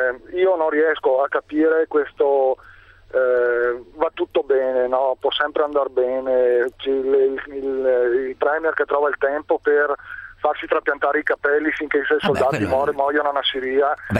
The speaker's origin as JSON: {"language": "Italian", "town": "Vicenza", "region": "Veneto", "country": "Italy", "said": "Guardi, io sono di Vicenza provincia, ecco, in questo momento sono a Vicenza."}